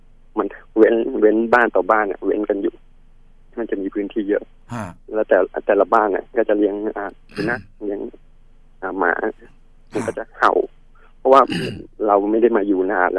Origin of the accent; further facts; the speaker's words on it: Bangkok, Thailand; also born or lived in Kamphaeng Phet; ตอนเด็กอ่ะผมไม่ได้โตที่นู่นผมโตที่กรุงเทพแต่ว่าช่วงประมาณสักม.2เนี่ยผมเกม3ก็เลยต้องกลับไปเรียนที่กำแพงเพชร